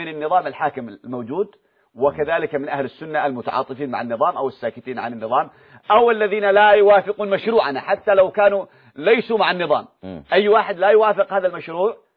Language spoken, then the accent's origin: Arabic; Yemen; هذه يسمونها الصرخة عندنا في اليمن